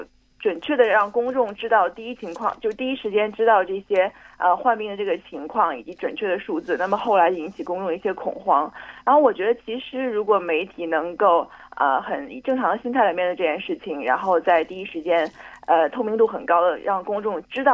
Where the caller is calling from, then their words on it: Hong Kong; 我是在香港。